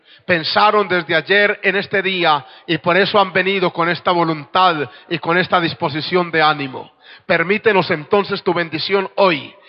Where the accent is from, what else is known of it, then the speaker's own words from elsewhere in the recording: Colombia; 2 de los oficiales que estamos allá ayudando ahora también somos colombianos.